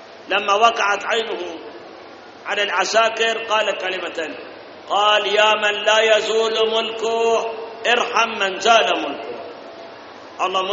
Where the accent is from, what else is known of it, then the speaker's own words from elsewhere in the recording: Iraq; إحنا واجبنا كعراقيين وكمسلمين